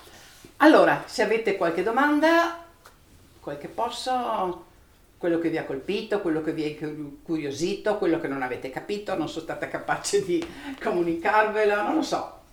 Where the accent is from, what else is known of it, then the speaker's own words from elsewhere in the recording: Trieste, Friuli-Venezia Giulia, Italy; born there; ovviamente sono nata a Trieste, vivo a Trieste, quindi sono nata in un certo tipo di cultura, e quindi chiaramente sono nata dentro alla cultura cristiana cattolica, per forza di cose.